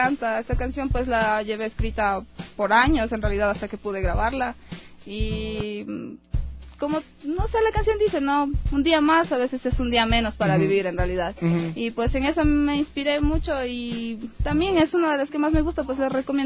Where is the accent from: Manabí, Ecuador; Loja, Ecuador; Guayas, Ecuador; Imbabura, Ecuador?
Imbabura, Ecuador; Ibarra; como crecí en Ibarra rodeado de montañas y de, o sea, de la naturaleza